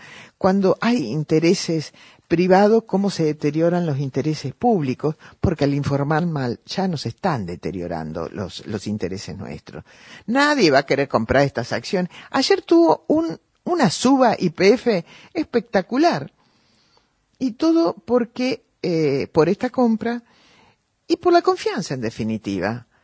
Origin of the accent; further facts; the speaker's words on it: Argentina; Yo sentí un gran orgullo como argentina de escuchar ese mensaje